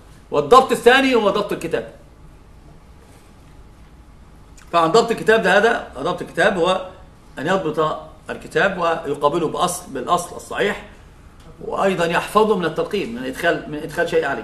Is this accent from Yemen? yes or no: no; Egypt; اثنان عندنا في مصر ثلاثة